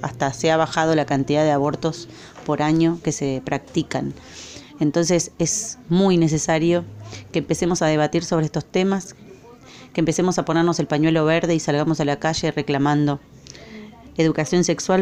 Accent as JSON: {"language": "Spanish", "country": "Argentina", "moved": "yes", "lives_now": "Costa Rica", "said": "Soy argentina y hace un año que estoy en Costa Rica."}